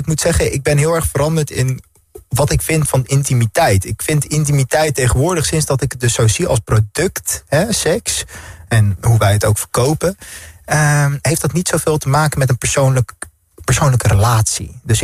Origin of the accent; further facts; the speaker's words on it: Netherlands; En we moeten er als Nederlanders eigenlijk heel erg trots op zijn.